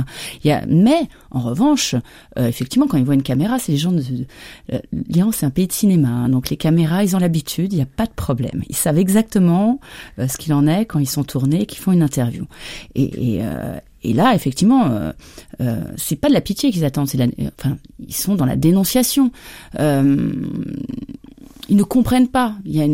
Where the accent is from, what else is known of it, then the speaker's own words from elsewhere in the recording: France; Mais moi, en tant que Française, aucun problème.